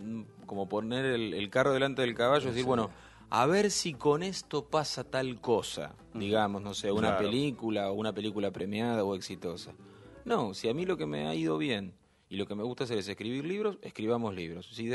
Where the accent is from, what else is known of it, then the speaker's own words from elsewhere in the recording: Castelar, Buenos Aires Province, Argentina; also born or lived in Ituzaingó; Me crié en el conurbano, nací en Castelar, viví en Castelar y Ituzaingó, en el oeste del Gran Buenos Aires, sigo viviendo ahí.